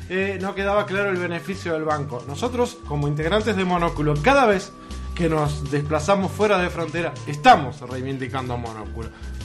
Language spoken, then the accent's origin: Spanish; Uruguay; Como uruguayos tenemos que velar por la salud de cada uno de los ciudadanos de este país.